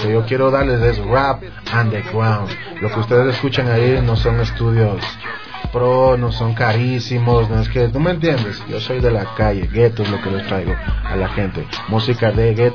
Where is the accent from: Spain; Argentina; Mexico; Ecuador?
Ecuador; Aquí todo el rap tiene que ser unión, y si somos ecuatorianos, todo esto tiene que ser unión